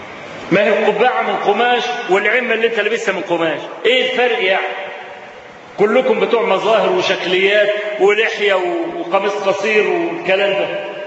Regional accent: Egypt; هو موجود عندنا في مصر

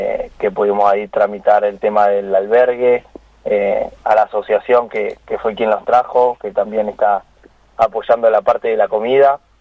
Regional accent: Santa Rosa, La Pampa, Argentina; hay dos corredores que somos acá de Santa Rosa La Pampa, que estamos de la selección

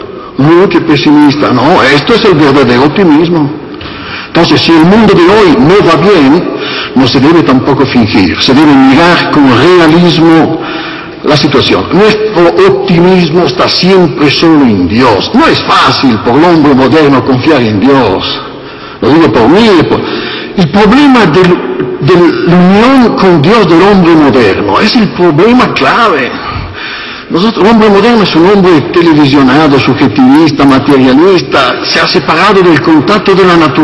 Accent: Italy; Spanish is a second language; Por esto en Italia, soy italiano, se quitan los crucifijos

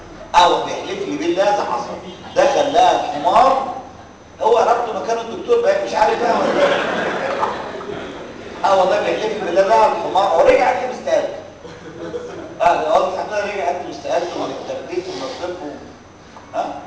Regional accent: Egypt; ولغايه النهارده بتتنفذ عندنا في مصر

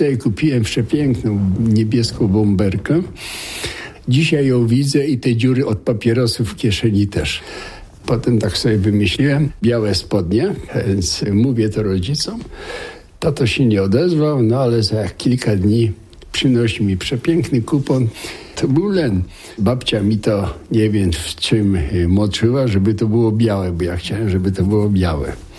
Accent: Racibórz, Silesian Voivodeship, Poland; born there; Ja się urodziłem w Raciborzu. Racibórz jest bardzo ładnie zurbanizowanym i wyremontowanym po wojnie miastem.

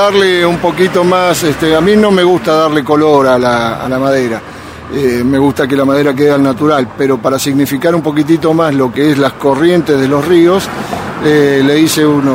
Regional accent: Nono, Córdoba, Argentina; Soy de Nono, vivo en Nono, en realidad en el paraje San Huberto.

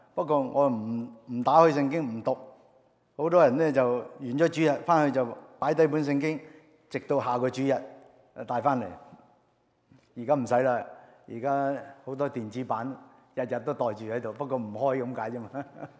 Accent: Hong Kong; 因為我嚟自香港嘅，所以我特別留意。

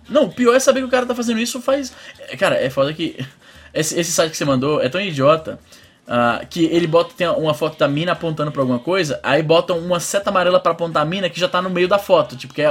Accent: Ceará, Brazil; also born or lived in São Luís; que eu morei em São Luís, e muitos pensam que eu sou maranhense. Eu não sou maranhense, sou cearense. Morei no Maranhão por 3 anos. E no bairro onde eu morava, né, que era Coama

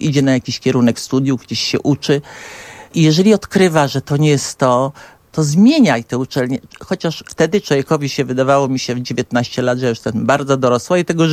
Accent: Warsaw, Masovian Voivodeship, Poland; ja pochodzę z Warszawy. W Warszawie się urodziłam i właśnie w Warszawie spędziłam całe życie swoje.

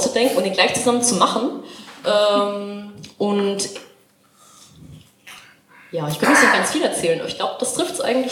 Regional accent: Baden-Württemberg, Germany; now in Cottbus, Germany; Ich bin eigentlich nicht aus Cottbus, ich bin eigentlich Schwäbin, ich bin auch westsozialisiert und lebe noch nicht so lange in Cottbus, ich glaube seit September 2017.

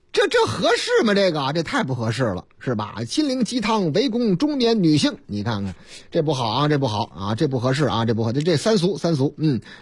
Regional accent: Beijing, China; 北京39处文保单位划出保护圈了，嘿，包括我老家

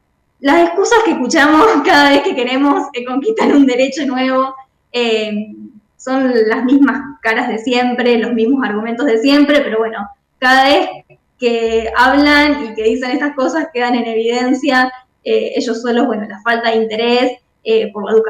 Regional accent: Rosario, Santa Fe, Argentina; Yo soy de Rosario, bueno, vivo a un par de cuadras de las islas

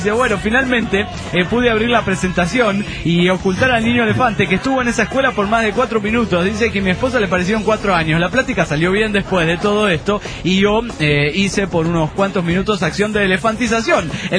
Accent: San Luis, Argentina; de San Luis, República Argentina.

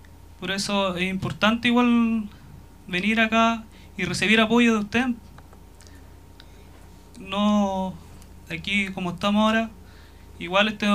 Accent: Freire, Araucanía, Chile; Vengo de la comuna de Freire, soy de la comunidad Trapilwe

